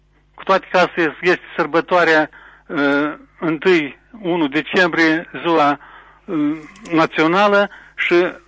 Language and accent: Romanian; Tușeni, Telenești District, Moldova; Sunt din Tușeni